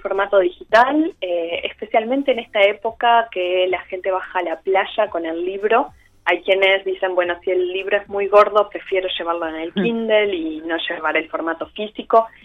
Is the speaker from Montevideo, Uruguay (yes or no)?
yes; Montevideo, Uruguay; moved away; Yo me vine de Montevideo y, bueno, soy licenciada en letras y profesora.